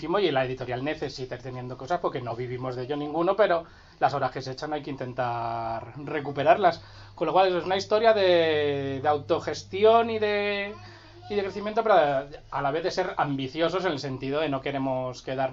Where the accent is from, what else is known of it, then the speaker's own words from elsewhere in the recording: Pinto, Community of Madrid, Spain; en mi pueblo, en Pinto